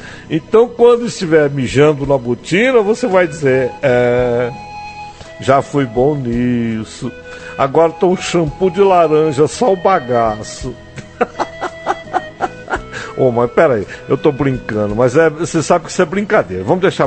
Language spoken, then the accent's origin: Portuguese; Altamira, Pará, Brazil; eu sou nascido em Altamira. Lá eu estudei, me criei e lá me casei a primeira vez também.